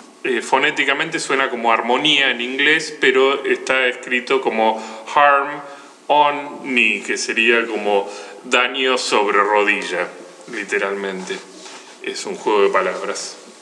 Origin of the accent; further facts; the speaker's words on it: Buenos Aires, Argentina; soy oriundo de CABA, Capital Federal, la provincia de Buenos Aires.